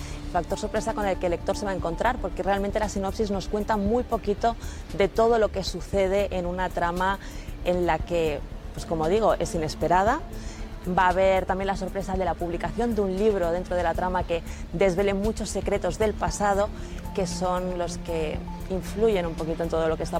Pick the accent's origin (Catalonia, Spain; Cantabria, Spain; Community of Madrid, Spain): Catalonia, Spain; Barcelona; Yo, como buena barcelonesa que soy, conozco la ciudad como la palma de mi mano